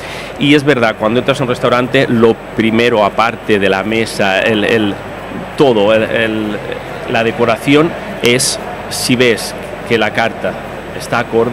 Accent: Alcoy, Valencian Community, Spain; now in Barcelona, Spain; yo vivo en Barcelona, yo soy de Alcoy, pero me fui hace unos años para allí

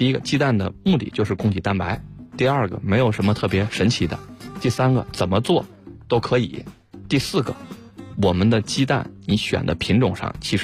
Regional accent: China; 我是中国人，他是美国人

